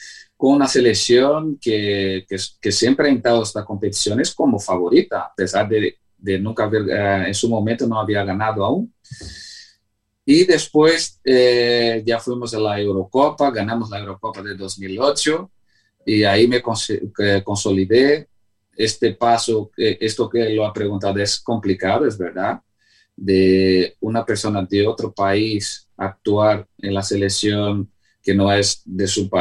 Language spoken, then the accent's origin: Spanish; Brazil; Spanish is a second language; moved away as an adult; now in Spain; Yo jamás pensaba que iba a actuar en una selección que no fuera mi país de origen, que es Brasil